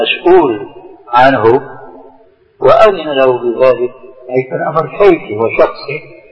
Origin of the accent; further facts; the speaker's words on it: Syria; كما يقولون عندنا في سوريا